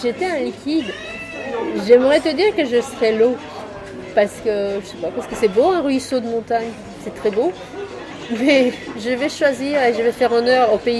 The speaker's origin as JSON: {"language": "French", "country": "Romania", "second_language": "French", "said": "Écoute, je suis roumaine, chez nous on boit, on est un pays d'alcoolique."}